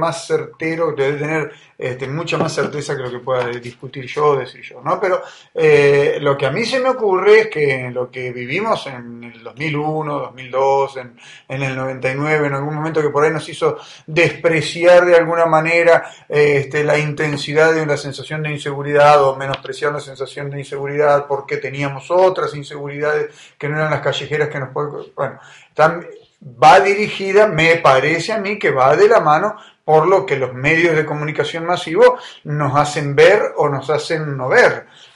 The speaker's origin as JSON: {"language": "Spanish", "town": "Necochea", "region": "Buenos Aires Province", "country": "Argentina", "tie": "born or raised there", "said": "Cuando yo me crié en Necochea, en la ciudad donde vivo"}